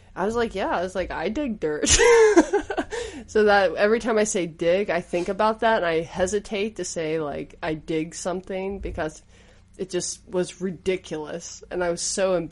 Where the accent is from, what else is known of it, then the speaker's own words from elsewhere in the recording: West Virginia, United States; and I'm from West Virginia, just so everyone knows.